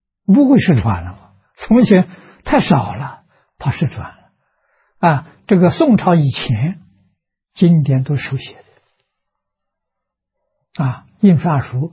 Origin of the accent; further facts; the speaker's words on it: Shucheng, Anhui, China; 也就是在我的老家啊，安徽舒城。距离我出生的地方很近啊